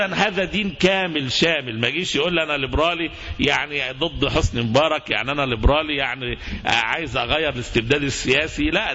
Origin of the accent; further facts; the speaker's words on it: Egypt; مصطلحات احنا كشعب مصري خوفنا منها فترة كبيرة جدا